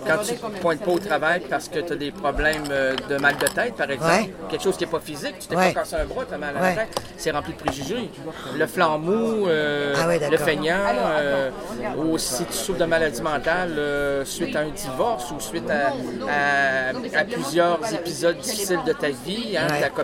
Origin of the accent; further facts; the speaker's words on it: Quebec, Canada; comme je suis un francophone, je suis un Québécois, je suis pas un Canadien.